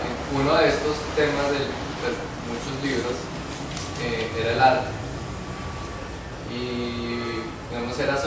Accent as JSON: {"language": "Spanish", "town": "Bogotá", "region": "Bogotá D.C.", "country": "Colombia", "tie": "born there", "said": "artista bogotano, nací en Bogotá."}